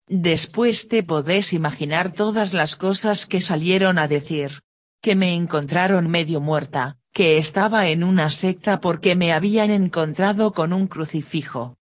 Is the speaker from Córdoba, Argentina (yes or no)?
yes; Capilla del Monte, Córdoba, Argentina; born there; yo nací en Capilla del Monte y te puedo asegurar que no sé lo que es el cerro.